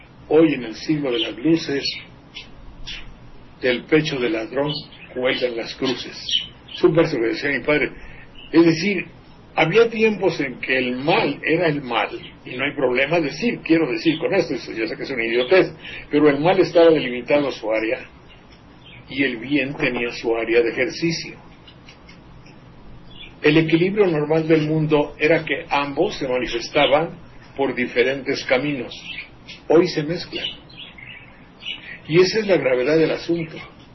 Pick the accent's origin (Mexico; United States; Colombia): Mexico; pues somos muchos los mexicanos que no tenemos esa idea.